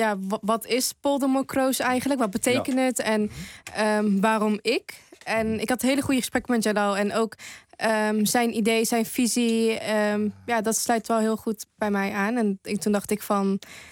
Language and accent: Dutch; Winterswijk, Gelderland, Netherlands; Ja, ik kom uit Winterswijk. Dus ik kom helemaal niet hier.